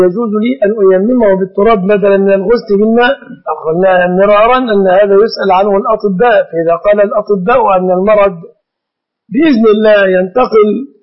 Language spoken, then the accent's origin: Arabic; Egypt; فالناس درجوا في بلادنا مصر على أن يعلقوا الطلاق للتهديد